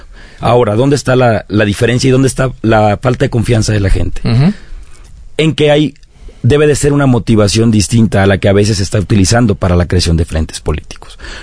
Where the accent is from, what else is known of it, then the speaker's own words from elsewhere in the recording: Tonalá, Chiapas, Mexico; soy originario de Chiapas, de la costa chiapaneca, de allá del distrito 7 de Tonalá